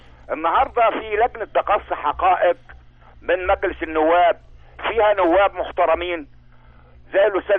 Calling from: Asyut, Asyut Governorate, Egypt; في المحافظات عندنا في اسيوط يعني وصل 90 جنيه

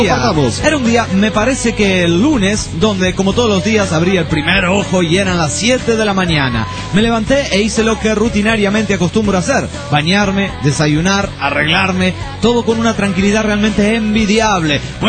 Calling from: Toluca, State of Mexico, Mexico; de Toluca, México.

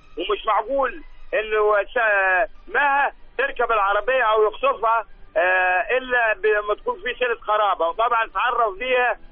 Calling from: Sohag, Sohag Governorate, Egypt; من سوهاج.

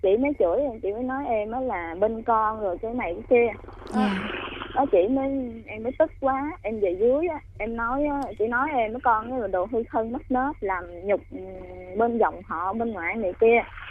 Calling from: Long Thành, Đồng Nai, Vietnam; Dạ, em gọi từ ở Long Thành ạ.

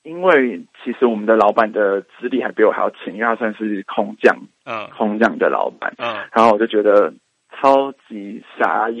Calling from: Taipei, Taiwan; 我是台北的尾牙无望

